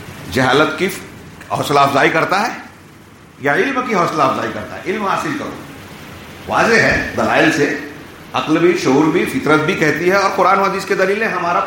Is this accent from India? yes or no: yes; India; born there; ہم ہندوستان میں پیدا ہوئے، ہندوستانی ماں باپ نے جو لباس پہنایا ہم وہی پہن رہے ہیں